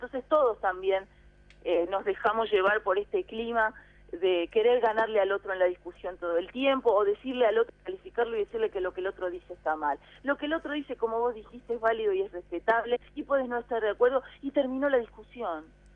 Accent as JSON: {"language": "Spanish", "region": "Buenos Aires", "country": "Argentina", "tie": "born or raised there", "said": "la ciudad de Buenos Aires, sobre todo, que es donde yo nací, fui criada, son los bares"}